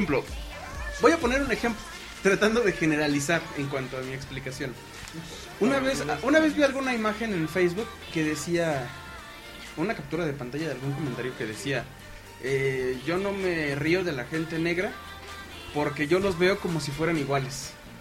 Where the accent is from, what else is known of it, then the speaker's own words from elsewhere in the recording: Durango, Mexico; Del norte de Durango, de hecho.